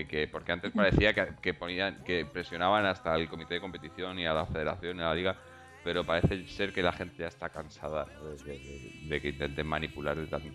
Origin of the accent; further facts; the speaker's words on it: Madrid, Community of Madrid, Spain; aquí en casa yo soy de Madrid, mi mujer es de Zaragoza.